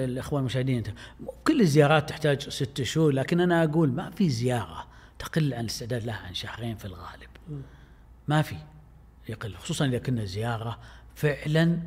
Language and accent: Arabic; Saudi Arabia; إذا كان لهم في مقابسهم خصوصية مختلفة عندنا في السعودية